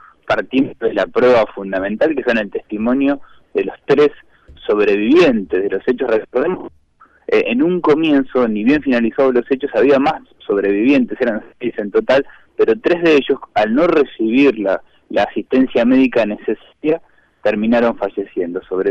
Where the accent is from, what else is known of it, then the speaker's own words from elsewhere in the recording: Trelew, Chubut, Argentina; porque soy oriundo de Trelew y participo activamente en este tipo de investigaciones